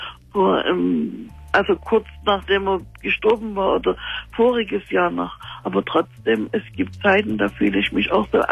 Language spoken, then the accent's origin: German; Dresden, Saxony, Germany; weil wir stammen normalerweise aus Dresden. Und er hat immer gesagt, wenn er mal das Zeitliche segnet, möchte er gerne in seine Heimat Erde. Wir wohnen in Nordrhein-Westfalen